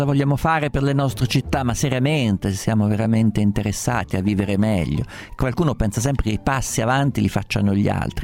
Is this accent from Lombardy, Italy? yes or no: no; Rome, Lazio, Italy; lo dico da romano